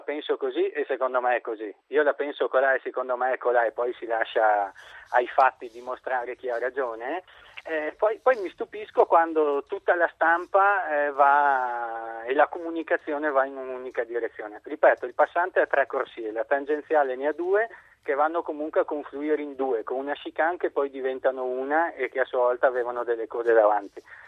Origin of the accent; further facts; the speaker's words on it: Conegliano, Veneto, Italy; io sono di Conegliano e la faccio da una vita quella strada per lavoro